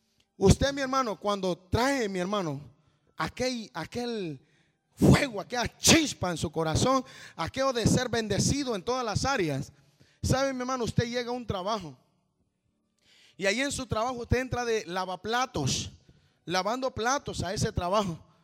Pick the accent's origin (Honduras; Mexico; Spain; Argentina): Honduras; Yo soy hondureño. Con eso le estoy diciendo, no soy salvadoreño, no soy mexicano.